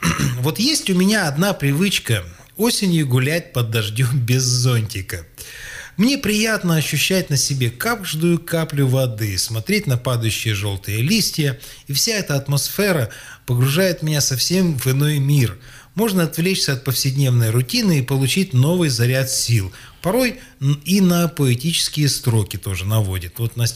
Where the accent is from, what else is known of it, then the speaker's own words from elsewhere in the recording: Sakha Republic, Russia; Да, мои якуты. Это, я же якут.